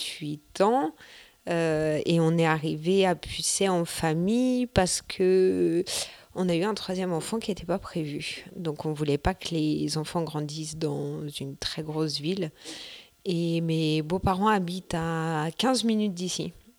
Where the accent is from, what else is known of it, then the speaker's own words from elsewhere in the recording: Vitry-sur-Seine, Île-de-France, France; Je viens de Vitry-sur-Seine, qui est une très grosse ville. Beaucoup, beaucoup, beaucoup d'habitants au centimètre carré.